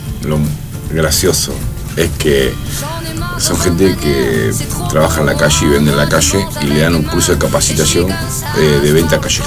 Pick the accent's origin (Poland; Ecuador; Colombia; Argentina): Argentina; Dejemos de ser hipócritas como argentinos y digamos las cosas como son, porque si no, este país no se arregla así.